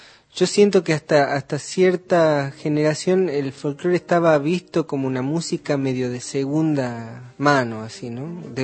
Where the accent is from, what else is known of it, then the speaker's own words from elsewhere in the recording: Olavarría, Buenos Aires Province, Argentina; also born or lived in La Plata; No, soy de Olavarría. Yo viví hasta los 17 años en Olavarría, después me fui a estudiar a La Plata.